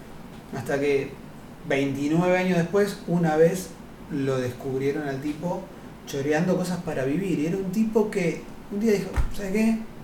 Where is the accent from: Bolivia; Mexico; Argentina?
Argentina; Buenos Aires; Yo soy un bicho porteño, pero porteño grosso, como bien de cemento, todo